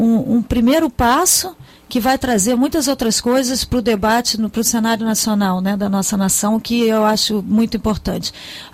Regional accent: Brazil; mas para mim também como brasileira eu quero saber o que aconteceu com ele, né? Ele é um bem imaterial da nossa nação

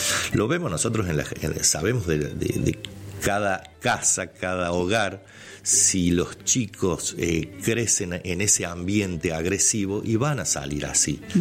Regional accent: Argentina; A ver, somos vecinos, somos argentinos, yo creo que tenemos que defender eso

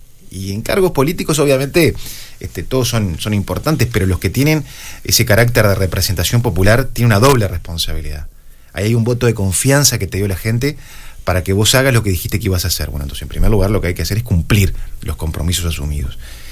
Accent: Maldonado, Uruguay; de poder servir a mi pueblo, servir a Maldonado

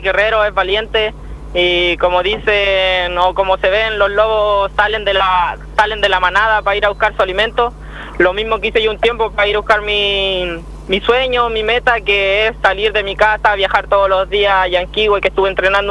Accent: Fresia, Los Lagos, Chile; also born or lived in Puerto Montt; Nacido en Puerto Montt. Pero oriundo de acá, siempre criado y vivido acá en Fresia.

